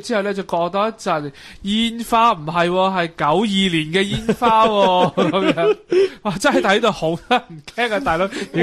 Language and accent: Cantonese; Macau; 咁即系其实澳门人咧都系睇香港嘅电视长大嘅